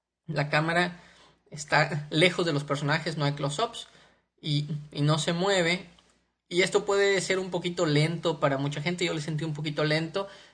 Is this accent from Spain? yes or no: no; Morelia, Michoacán, Mexico; Yo soy de Morelia, Michoacán, en México, y aunque Morelia no es una ciudad chiquita, digamos a principios de los 80s, sí era una ciudad todavía más pequeña.